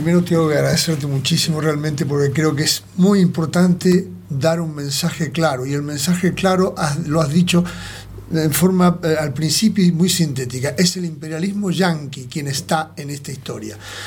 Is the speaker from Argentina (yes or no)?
yes; Argentina; born there; Yo soy argentino de nacimiento, no soy de esos argentinos